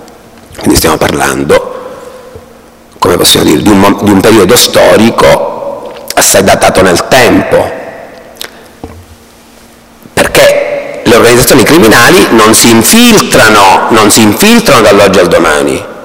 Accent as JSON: {"language": "Italian", "town": "Palermo", "region": "Sicily", "country": "Italy", "said": "se le cronache le seguo io che sono da Palermo, di ciò che accade dalle vostre parti"}